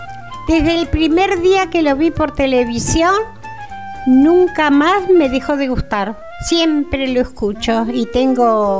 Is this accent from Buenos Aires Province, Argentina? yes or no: yes; Tandil, Buenos Aires Province, Argentina; Tandil, de acá. Nací en Tandil hace 70 años. Soy una vieja